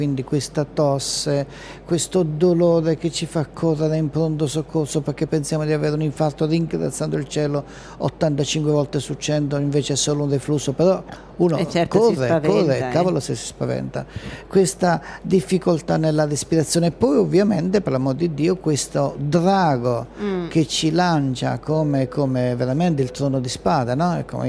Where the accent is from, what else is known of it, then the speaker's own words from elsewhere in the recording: Bologna, Emilia-Romagna, Italy; io vengo da Bologna